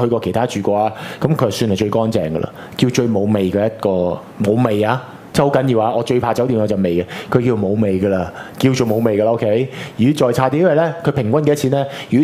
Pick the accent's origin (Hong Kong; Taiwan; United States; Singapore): Hong Kong; 咁當然啦，我哋香港人佢哋話成日話你是不是中國人